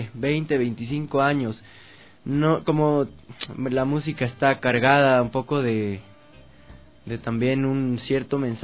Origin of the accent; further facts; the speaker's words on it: Macas, Morona Santiago, Ecuador; Yo crecí en Macas, en la Amazonía, entonces ahí comenzó todo